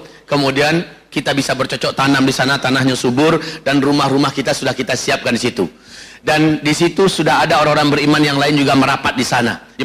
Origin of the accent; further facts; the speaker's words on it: Medan, North Sumatra, Indonesia; Tapi kami orang Medan, Ustaz.